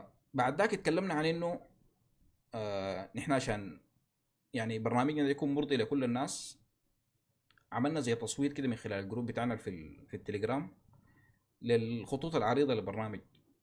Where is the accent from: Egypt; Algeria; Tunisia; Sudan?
Sudan; فنحن هنا عايزين نتكلم عن مشاكلنا نحن كسودانيين أو المشاكل اللي بتواجهنا في المجتمع السوداني